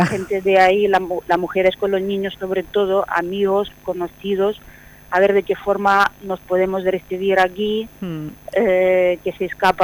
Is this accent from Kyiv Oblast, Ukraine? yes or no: no; Zaporizhzhia, Zaporizhzhia Oblast, Ukraine; Spanish is a second language; moved away as an adult; porque yo soy de Zaporizhia, y resulta que en un equipo de balonmano en Zaporizhia estaba un jugador español